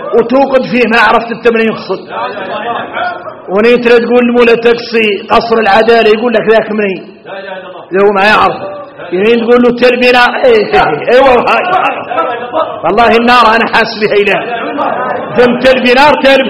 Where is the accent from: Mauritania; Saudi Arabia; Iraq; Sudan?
Mauritania; شوفوا احنا موريتاني